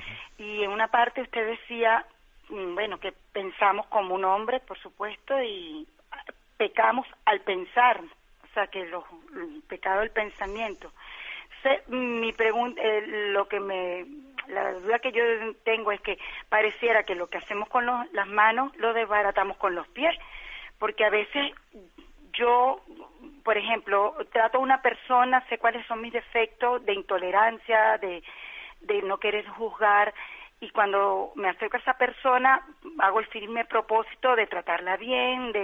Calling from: Gran Canaria, Canary Islands, Spain; de Gran Canaria. Un gran saludo desde acá.

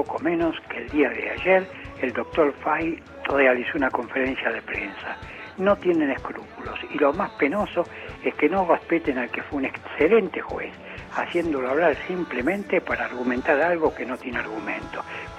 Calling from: Devoto, Argentina; de Devoto.

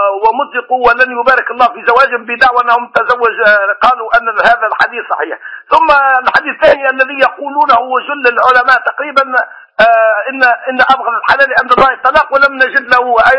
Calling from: Tunisia

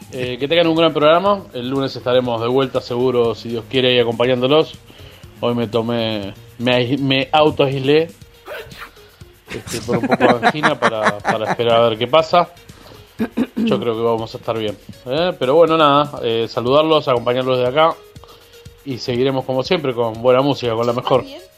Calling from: Quilmes, Buenos Aires Province, Argentina; de Quilmes.

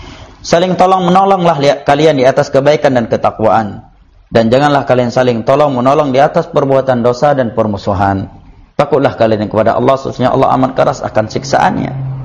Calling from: Bandung, West Java, Indonesia; saya dari Bandung

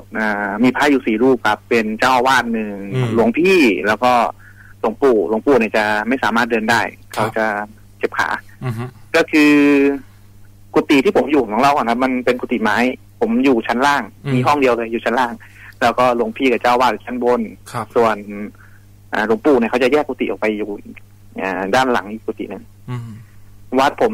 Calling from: Bangkok, Thailand; อยู่แถวดินแดงครับผม

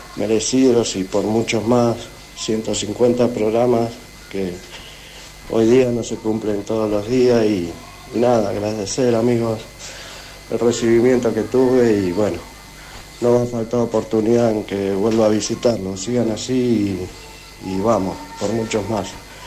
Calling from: Buenos Aires, Argentina; de La Paternal

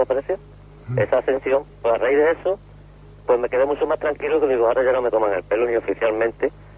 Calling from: Málaga, Andalusia, Spain; Desde Málaga.

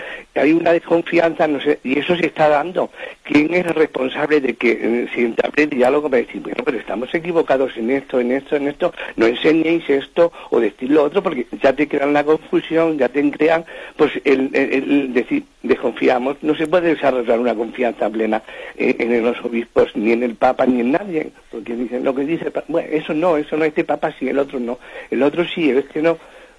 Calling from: Madrid, Community of Madrid, Spain; aquí de Madrid.

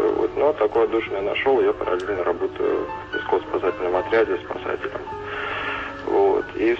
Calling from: Moscow, Russia; Я из Москвы вам звоню.

